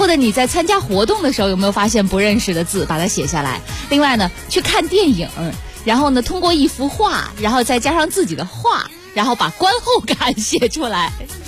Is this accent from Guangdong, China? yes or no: no; Nanning, Guangxi, China; 比如说我老家广西南宁，基本上我们叫绿城嘛，一年四季都是绿的